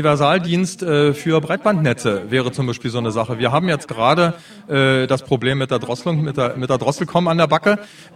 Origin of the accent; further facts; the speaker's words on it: Ichtershausen, Thuringia, Germany; Ich komme aus dem Ilmkreis und direkt aus Ichtershausen